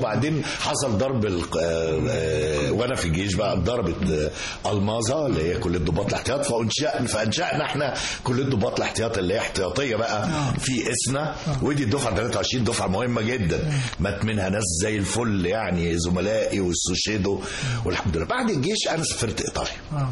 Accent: Asyut, Asyut Governorate, Egypt; يعني انا من اسيوط

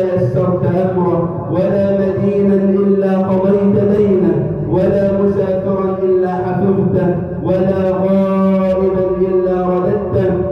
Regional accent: Egypt; اللهم اجعل بلدنا مصر أمنا أمانا

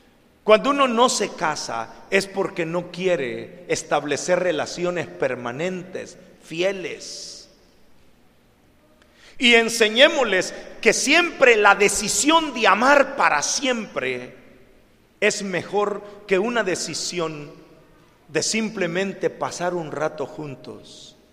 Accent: El Salvador; no solo en México, en mi país, en El Salvador, en donde son pueblos solo de mujeres y niños

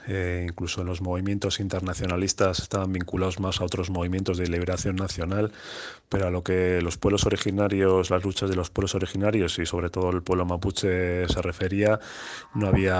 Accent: Basque Country, Spain; la vinculación que tenemos acá en el País Vasco con el pueblo mapuche.

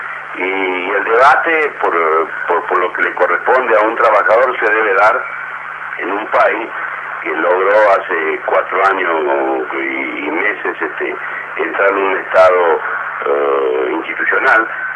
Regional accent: Argentina; No soy el argentino ni pesimista ni optimista.

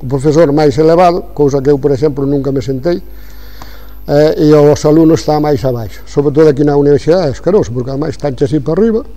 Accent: Vilaseca, Galicia, Spain; Pero primeiro son de Vilaseca. Entendido? Son de Vilaseca.

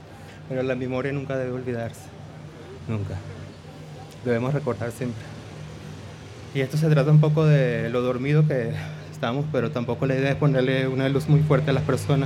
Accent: Venezuela; Vengo de Venezuela con un proyecto muy hermoso a todo el público de la danza.

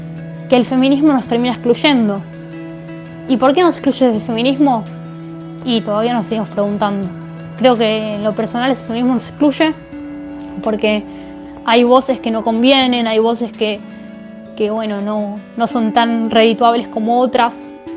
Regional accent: Moreno, Buenos Aires Province, Argentina; soy del Partido Moreno, conurbano bonaerense, y milito en distintos movimientos de personas con discapacidad

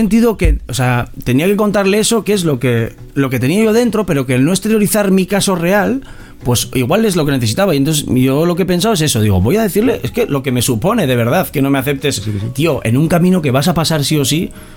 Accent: Castile and León, Spain; Entonces yo busco el viaje de Bilbao a Aranda, que está cerca de mi pueblo.

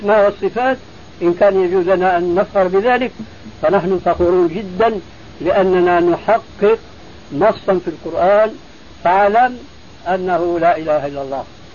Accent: Syria; كما يقول عندنا في الشام قشرة بصله

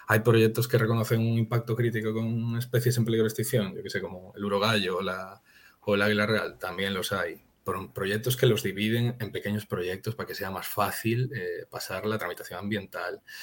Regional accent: Galicia, Spain; Sí, además aquí me toca como gallego

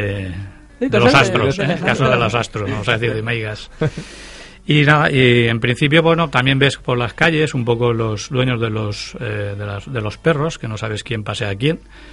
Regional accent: Valencia, Valencian Community, Spain; yo soy de Valencia, vengo más cerca que Josu.

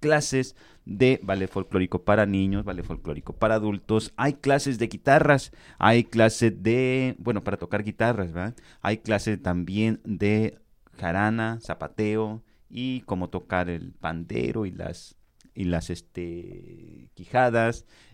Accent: Jojutla, Morelos, Mexico; allá en mi pueblo, hacen normalmente ahí donde yo soy, donde ¿sí? he vivido por muchísimo tiempo, allá en cerca de Zacatepec, Jutla, Morelos. Ajá. Ahí en la colonia Constitución

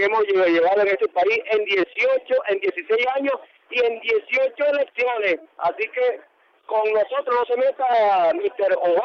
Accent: Venezuela; como venezolano, como patriota de este país

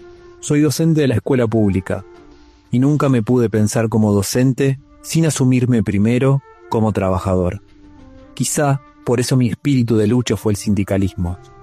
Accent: Monteros, Tucumán, Argentina; born there; Mi papá fue quien hizo los adoquines de las calles de Monteros, en Tucumán, donde nací.

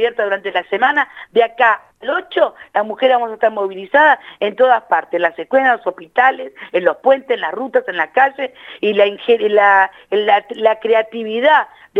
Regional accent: La Matanza, Buenos Aires Province, Argentina; yo que soy del oeste, soy de La Matanza

